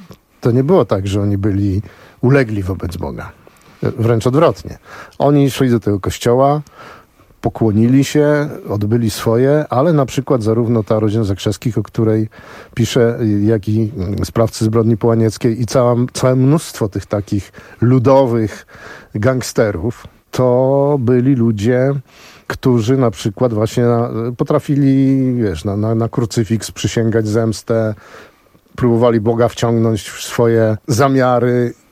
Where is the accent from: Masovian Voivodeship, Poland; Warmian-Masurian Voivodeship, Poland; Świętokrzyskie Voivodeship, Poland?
Świętokrzyskie Voivodeship, Poland; Starachowice; ja się urodziłem na przedmieściu w Starachowicach, ale to tam były, wiesz, stodoły, obory, normalnie jak wioska.